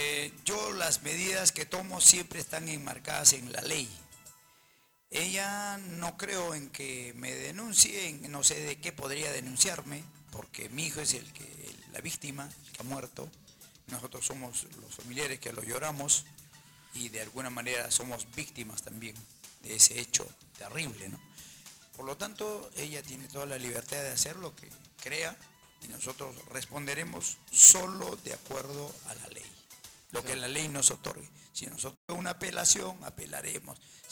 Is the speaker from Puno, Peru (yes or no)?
yes; Puno, Peru; born there; soy chalaco por derecho de matrimonio, pero he nacido en Puno.